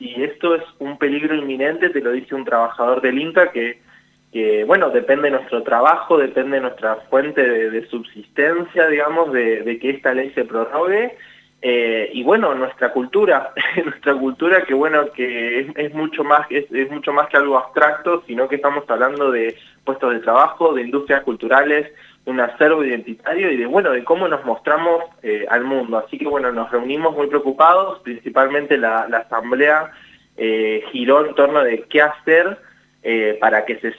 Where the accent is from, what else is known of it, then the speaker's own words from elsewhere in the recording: Santa Fe, Argentina; También soy santafesino, así que también conozco un poco también lo que son los ritmos un poco más de las provincias.